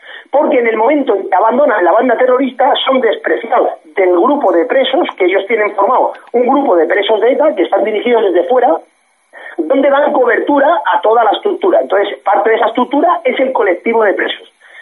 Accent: Basque Country, Spain; ahí en mi tierra, en mi país vasco natal, en Guipúzcoa

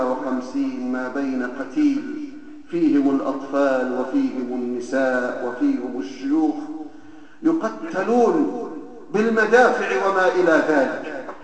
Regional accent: Egypt; في بلدنا مصر

